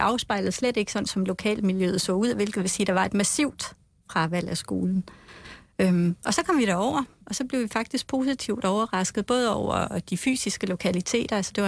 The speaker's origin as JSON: {"language": "Danish", "town": "Frederikshavn", "region": "North Denmark Region", "country": "Denmark", "said": "jeg kommer fra Frederikshavn, og jeg er selv gået i folkeskole"}